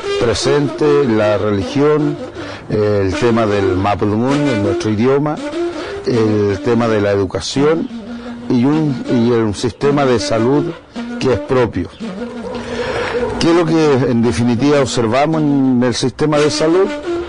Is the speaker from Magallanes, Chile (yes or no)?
no; Los Pichenco, Araucanía, Chile; vengo del Los Pichenco, que queda cerca de Carahue, por el lado de Ngulumapu.